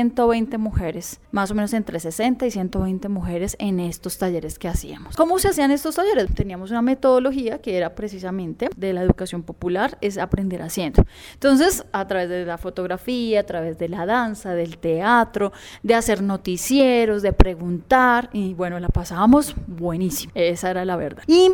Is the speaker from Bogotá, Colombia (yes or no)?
yes; Bogotá, Colombia; Yo soy bogotana, tengo 37 años, de profesión teóloga, mi espiritualidad es presbiteriana, pero a raíz de eso también ecuménica.